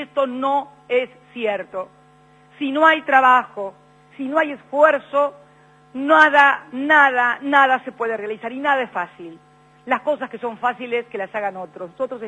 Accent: Argentina; Nuestro país no es un país fácil. No somos fáciles los argentinos. Somos gente difícil.

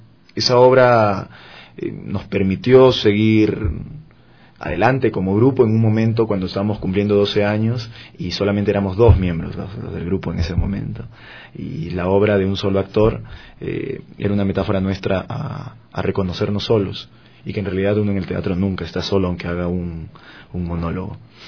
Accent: Chiclayo, Lambayeque, Peru; born there; now in Lima, Peru; Entonces, ya no soy ni de un lugar ni del otro, soy barranclino, chiclanquino, me gusta decir. Nacido en Chiclayo, pero viviente en Barranco.

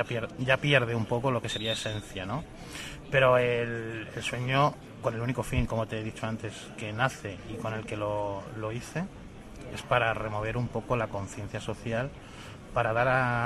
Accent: Castilla-La Mancha, Spain; yo que vengo de la zona de La Mancha

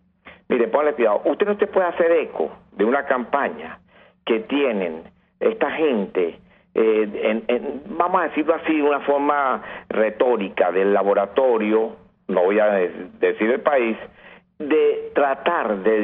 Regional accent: Venezuela; Yo lo voy a decir yo como venezolano que soy.

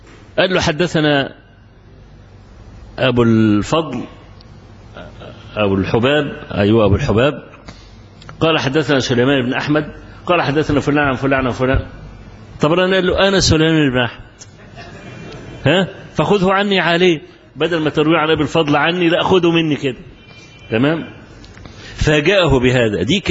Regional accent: Egypt; أنا ما أعرفش، وأنا رجل مصري

